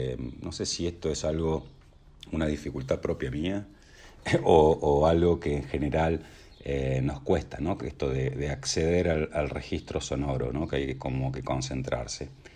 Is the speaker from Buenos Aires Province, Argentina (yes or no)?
yes; Pergamino, Buenos Aires Province, Argentina; Cuando éramos chicos, ahí en Pergamino, donde las siestas eran sagradas para mi viejo